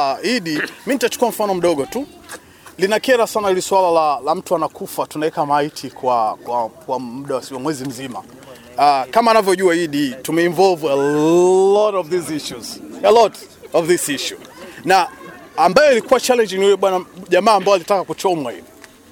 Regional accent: Tanga, Tanga Region, Tanzania; Jamani, sisi wote ni wa Tanzania. Mimi natoka Tanga

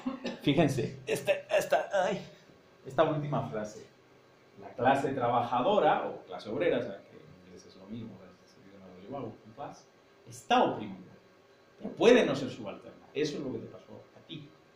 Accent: Spain; accent: Spanish; now in Mexico; Te digo que yo, en México, pues partí con una ventaja, que es mi acento. Porque es muy fácil de ver, el acento español en México tiene, aunque sea incomprensible, tiene prestigio social

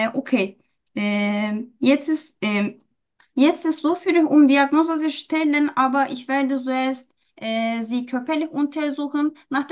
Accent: Turkey; German is a second language; now in Germany; Ja, ich komme aus der Türkei. Ich bin 27 Jahre alt.

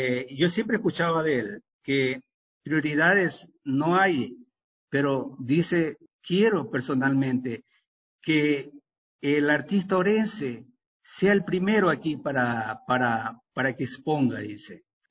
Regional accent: Ecuador; Entonces yo le decía, pues vengo del Ecuador.

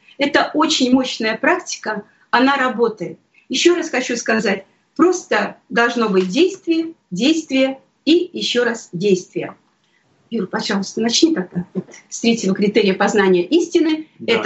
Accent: Krasnoyarsk, Krasnoyarsk Krai, Russia; moved away; Я очень скучала о родине. Мы сами из Сибири, мы из Красноярска.

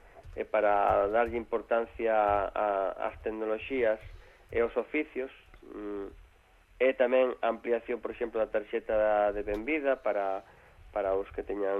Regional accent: Galicia, Spain; como os galegos estamos en todas partes, non íamos estar ali.

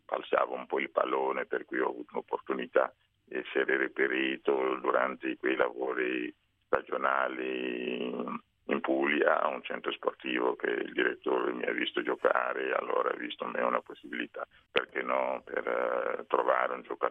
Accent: Burkina Faso; ho portato un piatto tipico in Burkina Faso, che è il paese d'origine, il mio paese d'origine.

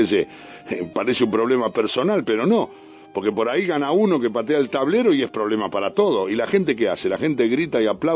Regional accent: Argentina; Ahí somos todo argentino.

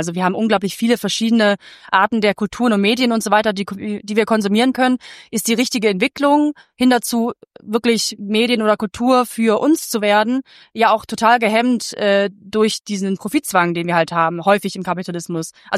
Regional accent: Hamburg, Germany; now in Mainz, Germany; Und ich meine jetzt als Mainzerin oder jetzt verstehe ich mich als Mainzerin, ich komme ursprünglich auch aus Hamburg

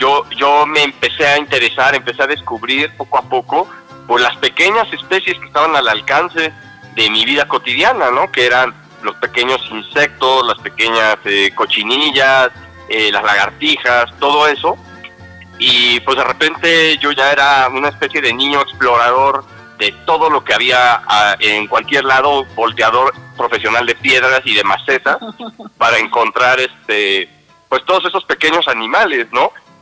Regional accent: Mexico; forjar un reconocimiento hacia lo que es mi identidad como mexicano

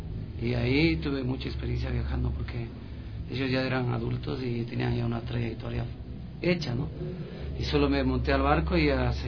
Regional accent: Quito, Pichincha, Ecuador; quiteño de San Blas, nacido aquí en la maternidad de Isidro Ayora, de la generación del 80

